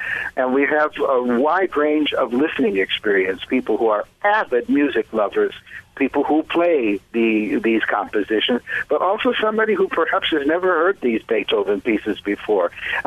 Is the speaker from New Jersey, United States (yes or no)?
no; Chicago, Illinois, United States; accent: Chicago; I even give them in London, England, despite my Chicago accent.